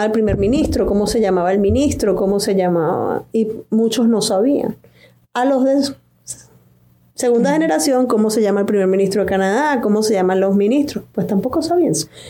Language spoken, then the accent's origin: Spanish; Venezuela; Paola es colombiana y yo soy venezolana